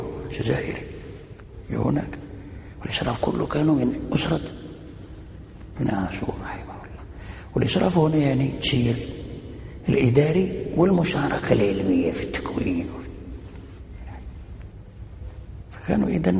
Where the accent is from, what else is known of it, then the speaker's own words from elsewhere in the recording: Morocco; فنزل ونزل في مدينة سلا عندنا في المغرب الأقصى